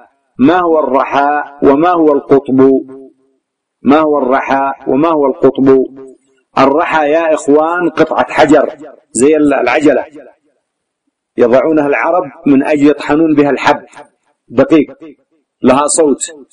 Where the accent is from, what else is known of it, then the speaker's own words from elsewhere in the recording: Yemen; وتسمى عندنا في اليمن إيش؟ الطاحون، مطحن